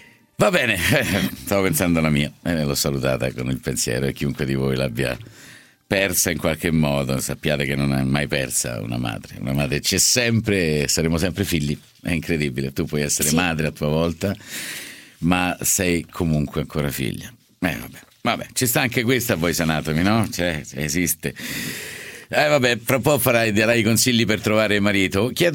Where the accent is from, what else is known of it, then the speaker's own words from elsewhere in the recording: Rome, Lazio, Italy; Io lo chiamo Er perché so di Roma, per cui è Er